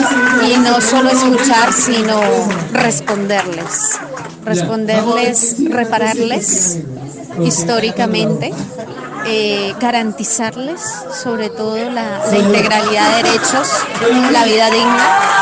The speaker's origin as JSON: {"language": "Spanish", "country": "Colombia", "said": "vengo de Colombia."}